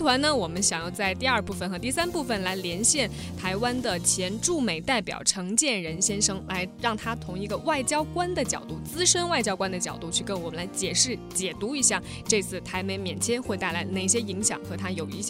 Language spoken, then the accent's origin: Chinese; China; 那是我们中国人可能去国外的难，国外呢来咱们中国也不容易